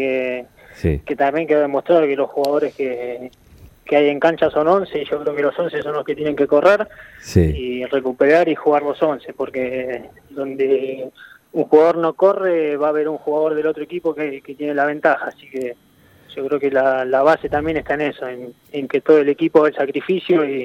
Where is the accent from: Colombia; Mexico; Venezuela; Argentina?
Argentina; Mercedes, Buenos Aires Province; mi vida deportiva arrancó de chico. Yo soy del interior de Buenos Aires.